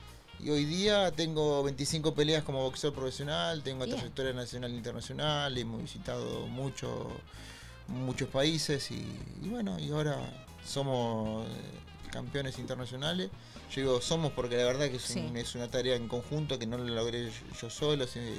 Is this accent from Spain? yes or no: no; Tristán Suárez, Buenos Aires Province, Argentina; Sí, soy de Tristan Suárez, tengo 36 años.